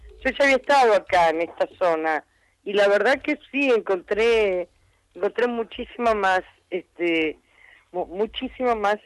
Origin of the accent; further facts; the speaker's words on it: Buenos Aires, Argentina; los porteños, porque yo soy porteña en tercera generación, los porteños integramos